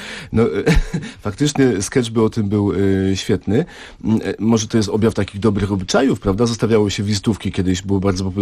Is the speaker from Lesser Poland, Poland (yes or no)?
yes; Kraków, Lesser Poland, Poland; Ja jestem z Krakowa